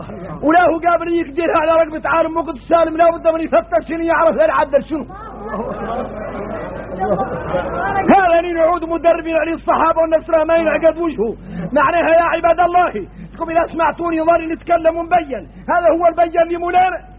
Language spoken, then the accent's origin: Arabic; Mauritania; احنا موريتاني بينا الشدة